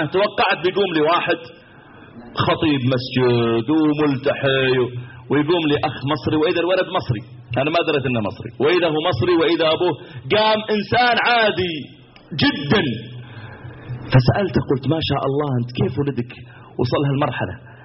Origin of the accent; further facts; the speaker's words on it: Mecca, Makkah Province, Saudi Arabia; تذكرت مرة عندنا في مكة